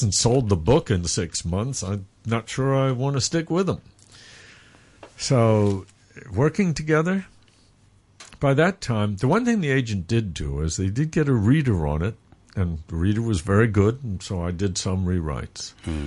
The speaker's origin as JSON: {"language": "English", "region": "New York", "country": "United States", "tie": "born or raised there", "lives_now": "Hong Kong", "said": "And I grew up in New York, so I have a good comparison."}